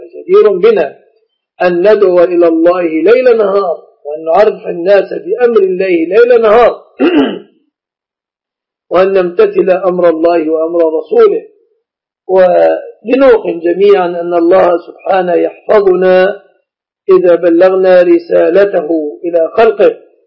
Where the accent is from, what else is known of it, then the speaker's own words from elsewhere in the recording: Egypt; بلادنا مصر